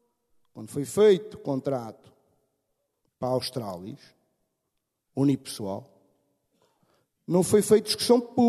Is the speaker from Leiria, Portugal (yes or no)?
yes; Pombal, Leiria, Portugal; eu sou de Pombal e resido em Pombal. Nasci lá e continuo a residir lá atualmente.